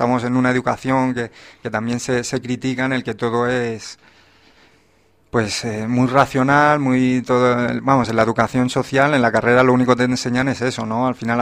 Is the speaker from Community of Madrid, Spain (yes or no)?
yes; Madrid, Community of Madrid, Spain; yo también soy un chaval de Hortaleza y tuve también problemas